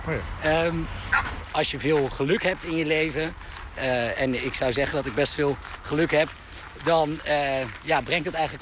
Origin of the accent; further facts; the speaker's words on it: Aerdenhout, North Holland, Netherlands; Ik ben opgegroeid in Aardehout. Dat is natuurlijk, als je kijkt naar de gemiddelde inkomensklasse van Nederland, ligt dat bovenin.